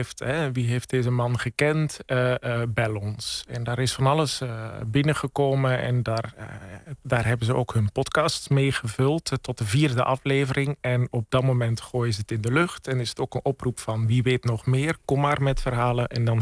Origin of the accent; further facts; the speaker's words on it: Bellegem, Flanders, Belgium; En ik herken ook heel veel vanuit het West-Vlaamse dorp Bellegem, waar ik ben opgegroeid